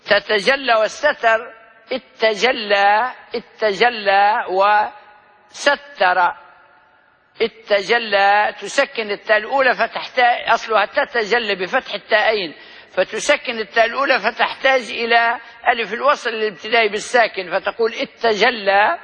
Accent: Libya; accent: Libyan; استعمال لغوي معروف عندنا في لهجتنا الليبية

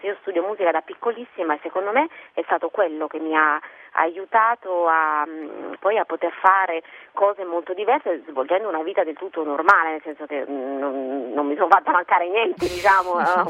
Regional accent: Lombardy, Italy; born there; now in Foggia, Italy; Diciamo che sono nata in Lombardia in realtà, sono lombarda di nascita

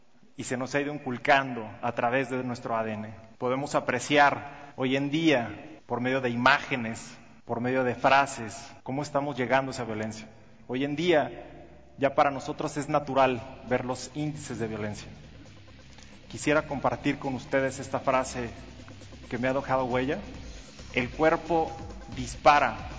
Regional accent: Mexico; En nuestra historia como mexicanos, hemos tenido a nuestro guerrero.

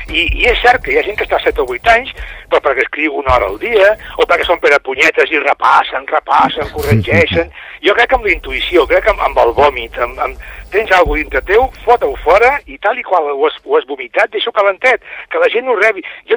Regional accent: Catalonia, Spain; Però soc català i, bueno, faig novel·les.

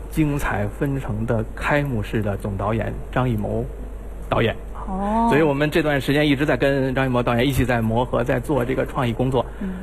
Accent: Beijing, China; 我就是北京人。

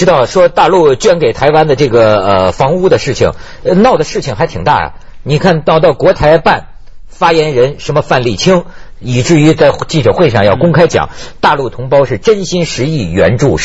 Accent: China; 作为我们内地人，咱们有则改之，无则加勉

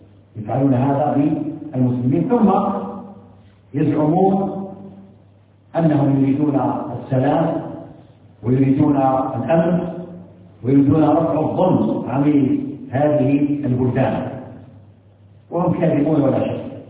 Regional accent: Algeria; ما تتمتع به بلدنا الجزائر على ما فيها من شيء من الانحراف

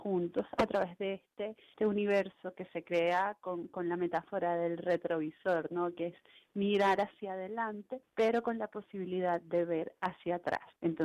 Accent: Venezuela; eso que somos los venezolanos ahora

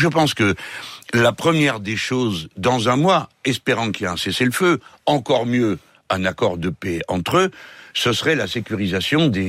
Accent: France; Cependant, nous sommes français, hein, donc nous jugeons d'après nos manières de voir.

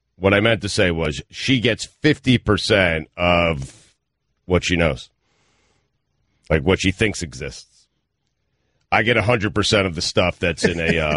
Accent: New York, United States; I grew up in New York loving Mike and the Mad Dog

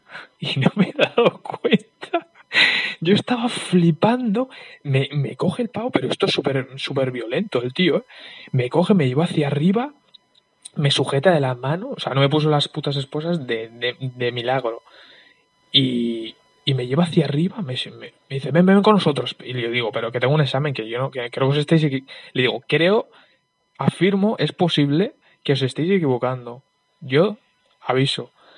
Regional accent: Basque Country, Spain; Yo soy del País Vasco y, bueno, pues aquí la policía, digamos que es la policía de aquí

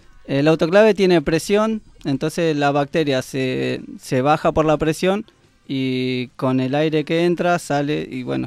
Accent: Argentina; nunca me sacaron de acá de Argentina

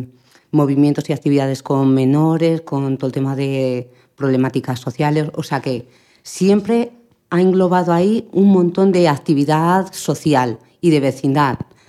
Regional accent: Madrid, Community of Madrid, Spain; Yo, que soy del barrio de Tetuán, que he nacido allí

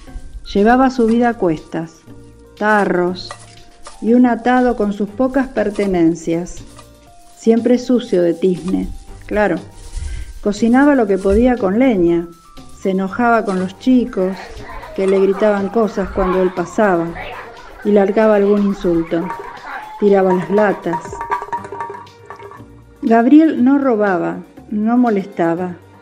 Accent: Rosario, Santa Fe, Argentina; de Barrio Triángulo, y les voy a contar una historia de misterio

